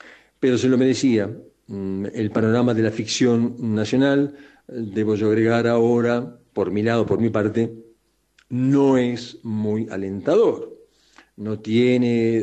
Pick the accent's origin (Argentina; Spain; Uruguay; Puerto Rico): Uruguay; lo que de alguna manera somos los uruguayos tirados por alguno de los barrios de nuestro gigantesco Montevideo y Costa de Oro